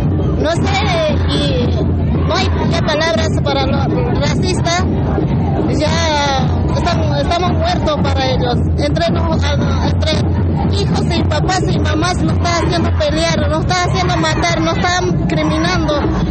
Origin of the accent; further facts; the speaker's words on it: Chuquisaca, Bolivia; now in Córdoba, Argentina; yo soy de Bolivia, departamento de Chuquisaca. Y como boliviana lo siento mucho.